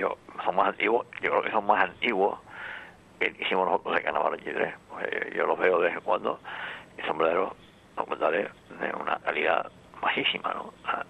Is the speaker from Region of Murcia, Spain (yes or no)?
no; Canary Islands, Spain; Y sigo siendo español y sigo siendo canario.